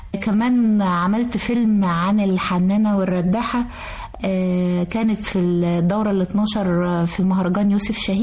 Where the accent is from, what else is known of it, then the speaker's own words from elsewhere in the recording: Egypt; والسودان كلها بقت عندنا في مصر